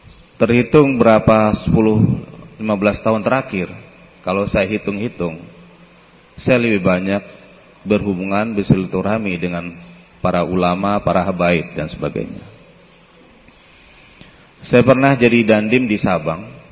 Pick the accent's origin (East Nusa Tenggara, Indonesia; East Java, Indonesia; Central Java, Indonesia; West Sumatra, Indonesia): West Sumatra, Indonesia; Jaya diartikan adalah karena saya berasal dari Sumatera Barat.